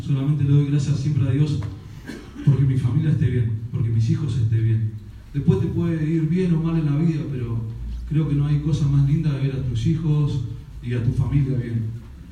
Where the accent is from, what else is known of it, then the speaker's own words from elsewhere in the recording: Argentina; Pero yo creo que somos los argentinos nomás que somos así, ¿eh?